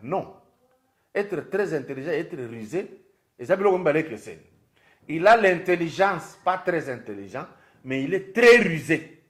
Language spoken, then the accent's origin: French; Lubumbashi, Haut-Katanga, DR Congo; moi j'étais chez nous à Lubumbashi.